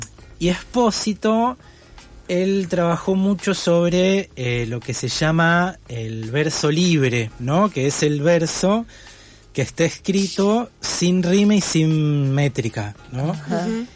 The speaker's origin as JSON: {"language": "Spanish", "town": "Parque Chacabuco", "region": "Buenos Aires", "country": "Argentina", "tie": "born or raised there", "also_born_or_lived": "Bahía Blanca / France / Caballito", "said": "Yo cuando era chiquito, yo crecí en Parque Chacabuco, uh-huh. Donde vivo ahora. Viví 3 años de bebé en Bahía Blanca, después 1 año en la dictadura en Francia."}